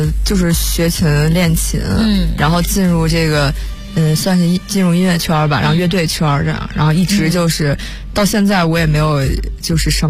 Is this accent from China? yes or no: yes; Beijing, China; 我是北京人